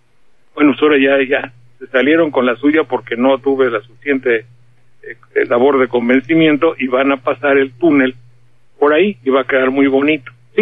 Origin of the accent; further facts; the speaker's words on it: Banderilla, Veracruz, Mexico; si se enojan, bueno, para eso yo soy de Banderilla